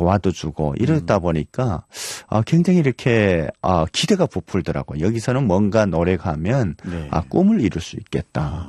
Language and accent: Korean; North Korea; now in South Korea; 사람들이 뭐 저를 북한에서 왔는지